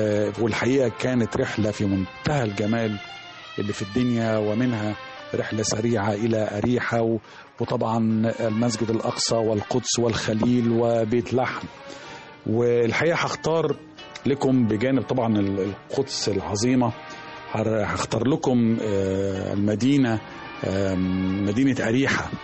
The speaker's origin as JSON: {"language": "Arabic", "town": "Alexandria", "region": "Alexandria Governorate", "country": "Egypt", "tie": "born or raised there", "said": "هو الحقيقة يعني في الطفولة والشباب كان بيبقى في السواحل والشواطئ عندنا في اسكندرية"}